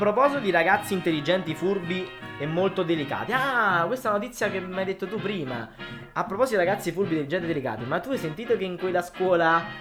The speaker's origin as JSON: {"language": "Italian", "town": "Naples", "region": "Campania", "country": "Italy", "said": "Cioè io sono napoletano, rispondo serio."}